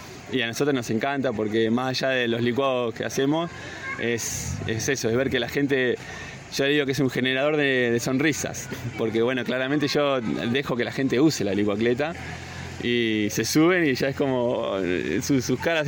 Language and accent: Spanish; Uruguay; now in Córdoba, Argentina; nosotros venimos de Uruguay, país vecino acá, el paisito para algunos. Y llegamos a Córdoba ya hace un año.